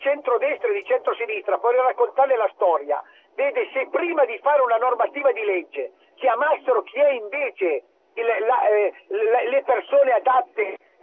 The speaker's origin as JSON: {"language": "Italian", "region": "Piedmont", "country": "Italy", "said": "io lo dico da piemontese, ma con tutto il rispetto"}